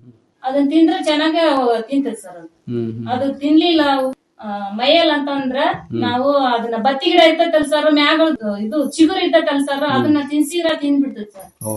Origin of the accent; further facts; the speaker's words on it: Katrali, Karnataka, India; ನಮ್ಮ ಊರಲ್ಲಿ ಐತಿ ಕಾಟ್ರಾಳಿಯಲ್ಲಿ ನೀರಾವರಿ ಇದೆ ಸರ್